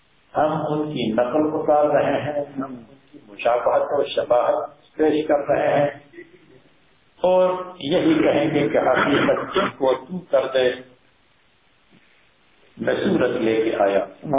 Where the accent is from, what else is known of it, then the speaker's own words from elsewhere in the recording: Mardan, Khyber Pakhtunkhwa, Pakistan; میں نے کہا میں مردان کا رہنے والا ہوں. اس زمانے میں مردان ہماری ہمارا ضلع.